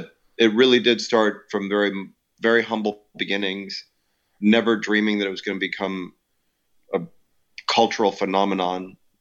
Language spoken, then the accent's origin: English; Illinois, United States; I grew up outside Chicago. I was born in Chicago.